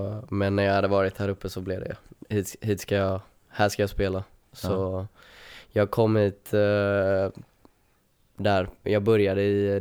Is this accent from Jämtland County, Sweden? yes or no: no; Torslanda, Västra Götaland County, Sweden; moved away; Jag är uppvuxen i Torslanda. Så mina föräldrar och bror flyttade dit när jag tror det var precis när jag föddes.